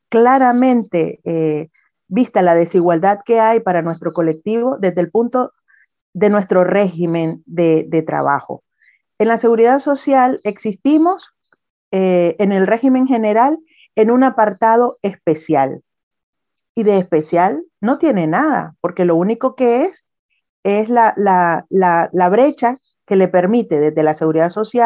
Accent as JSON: {"language": "Spanish", "country": "Nicaragua", "said": "Yo soy nicaragüense y si decidiera volver a mi país"}